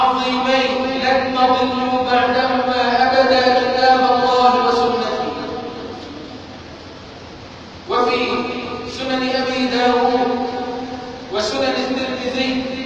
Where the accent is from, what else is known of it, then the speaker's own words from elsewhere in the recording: Egypt; اللهم اجعل بلدنا مصر امنا امانا